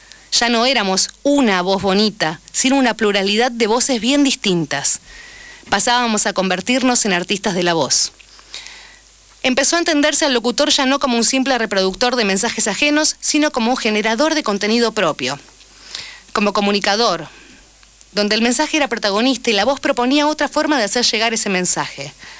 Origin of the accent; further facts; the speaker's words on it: Argentina; como también somos ciudadanos argentinos, nuestro problema no muere ahí